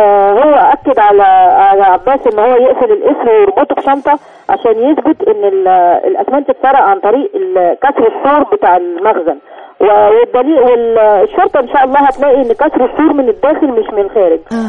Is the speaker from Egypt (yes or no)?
yes; Giza, Giza Governorate, Egypt; من الجيزة.